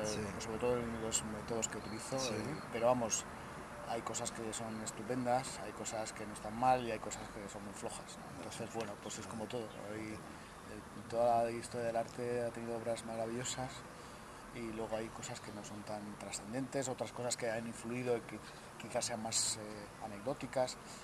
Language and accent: Spanish; Burgos, Castile and León, Spain; No soy aquí de León, soy de Burgos, no vivo con mi familia.